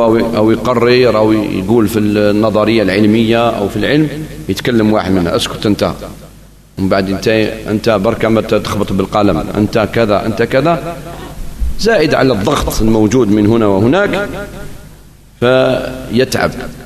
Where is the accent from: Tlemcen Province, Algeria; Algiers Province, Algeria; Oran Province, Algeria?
Algiers Province, Algeria; Algiers; وقد بقيت هذه شيء من هذه السنة في عندنا في الجزائر العاصمة